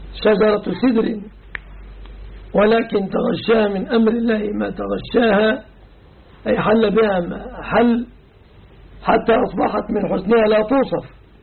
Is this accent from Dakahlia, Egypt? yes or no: yes; Dakahlia, Egypt; أما عن بلدتنا فلا أعلم مأذونا شيعيا. أعرف مأذون القرية التي نحن منها